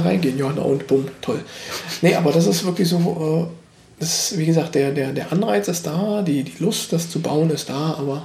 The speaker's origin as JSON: {"language": "German", "region": "East Germany", "country": "Germany", "said": "Star Wars kannte ich ja auch noch nicht wirklich als Ossi"}